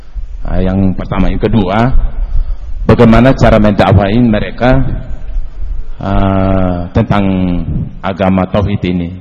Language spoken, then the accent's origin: Indonesian; East Nusa Tenggara, Indonesia